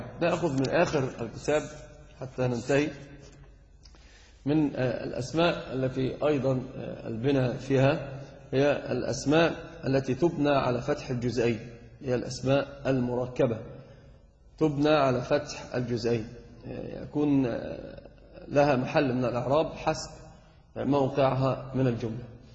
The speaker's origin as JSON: {"language": "Arabic", "country": "Egypt", "said": "إحنا بس فقط عندنا في مصر هو يعدون الـ1 والـ2."}